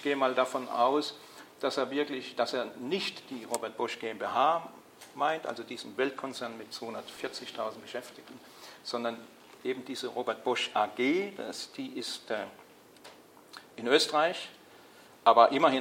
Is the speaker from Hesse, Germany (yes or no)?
no; Baden-Württemberg, Germany; ich komme aus Baden-Württemberg, es gibt in Baden-Württemberg sozusagen ein höchstes Gesetz